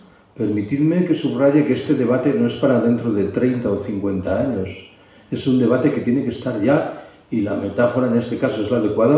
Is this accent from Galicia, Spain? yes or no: yes; Galicia, Spain; Yo soy gallego. Desde que era un adolescente escuché que la gran tragedia de la vida económica gallega